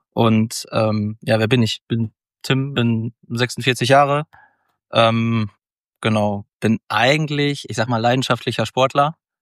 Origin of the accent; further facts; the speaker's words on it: Mülheim, North Rhine-Westphalia, Germany; Ich komme ja aus dem Ruhrgebiet, aus Mülheim.